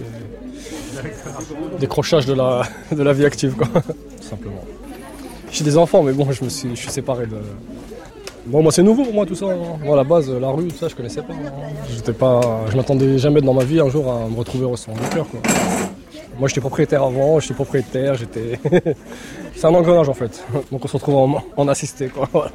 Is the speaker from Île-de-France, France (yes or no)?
yes; Paris, Île-de-France, France; Je suis né à Paris, moi. Je suis parisien. Un vrai parisien.